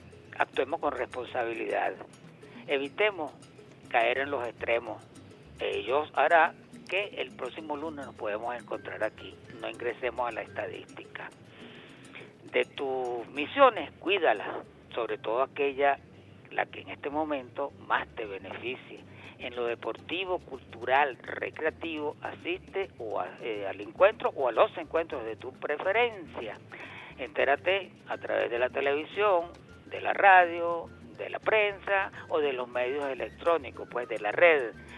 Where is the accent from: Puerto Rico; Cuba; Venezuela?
Venezuela; defendernos nosotros como venezolanos que somos.